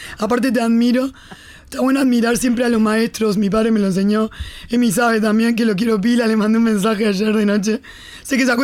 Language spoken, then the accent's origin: Spanish; Maroñas, Montevideo, Uruguay; la labor que yo hago en mi zona, que yo soy de Maroñas.